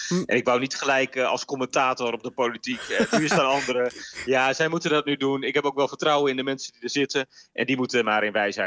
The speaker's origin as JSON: {"language": "Dutch", "region": "Groningen", "country": "Netherlands", "tie": "born or raised there", "said": "Ik ben een geboren en getogen Groninger."}